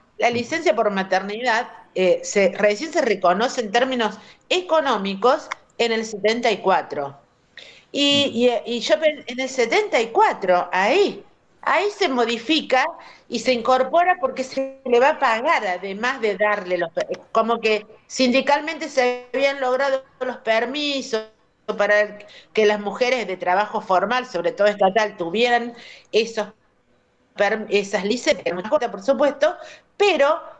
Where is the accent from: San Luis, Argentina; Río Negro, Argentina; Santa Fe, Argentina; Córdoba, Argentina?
Córdoba, Argentina; de Córdoba.